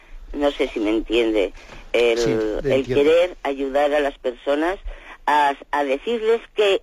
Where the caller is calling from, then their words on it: Lleida, Catalonia, Spain; de Lérida.